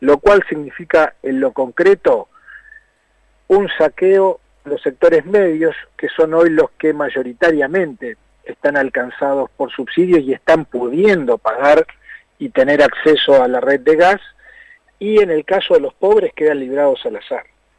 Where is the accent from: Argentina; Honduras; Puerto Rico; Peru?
Argentina; Neuquén; Yo soy neuquino, vivo en Neuquén, vivo en Vaca Muerta.